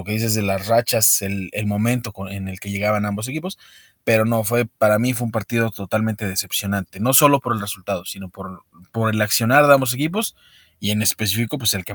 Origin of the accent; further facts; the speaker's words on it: Mexico City, Mexico; Yo nací en las calles de Tizapán, ahí cerca de San Ángel, al sur de la ciudad, en Loreto. Vivía en Loreto de niño pequeño, fíjate. De cuando era chiquito vivía ahí en Loreto.